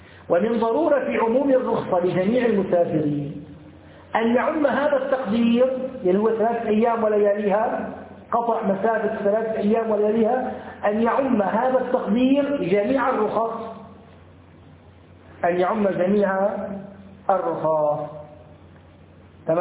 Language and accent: Arabic; Syria; لو أنه ركب مثلا الكرنة الباص عندنا في الشام، نسافر مثلا من دمشق إلى حماة